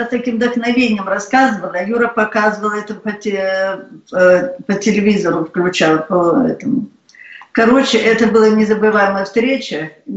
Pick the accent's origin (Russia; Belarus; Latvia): Belarus; я из Белоруссии.